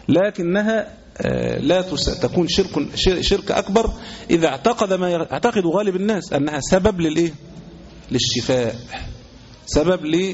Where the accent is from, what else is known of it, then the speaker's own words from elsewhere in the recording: Egypt; زي مثلا عندنا في مصر كانوا عاملين التميمة حورس